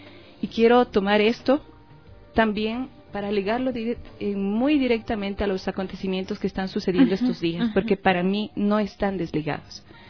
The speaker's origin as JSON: {"language": "Spanish", "country": "Ecuador", "said": "nosotros como ecuatorianas y ecuatorianas"}